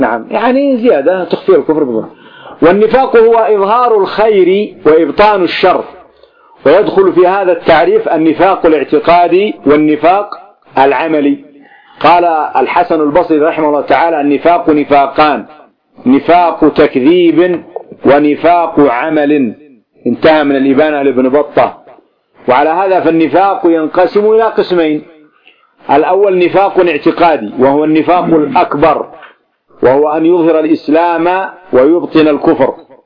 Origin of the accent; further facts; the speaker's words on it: Yemen; أما عندنا في اليمن